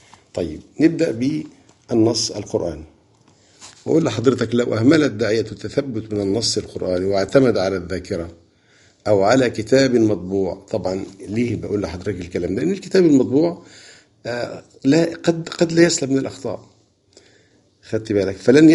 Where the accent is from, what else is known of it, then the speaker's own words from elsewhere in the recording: Egypt; عندنا في مصر قراءة حفص